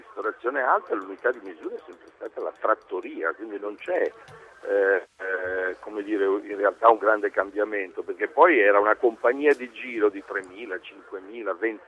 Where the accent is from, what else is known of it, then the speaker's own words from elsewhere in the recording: Bologna, Emilia-Romagna, Italy; Io sono di Bologna